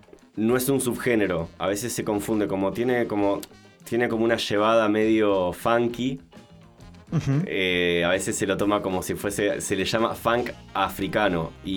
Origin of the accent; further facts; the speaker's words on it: Argentina; Sí, yo soy argentino.